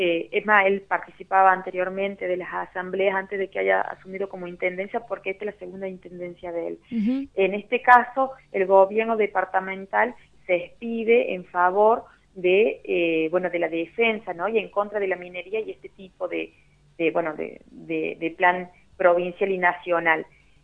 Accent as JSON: {"language": "Spanish", "town": "Chilecito", "region": "La Rioja", "country": "Argentina", "said": "yo soy de Chilecito"}